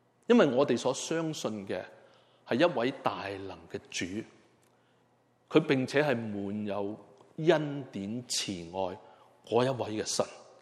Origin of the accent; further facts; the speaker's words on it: Hong Kong; 我们香港人给了一个 很亲昵的名字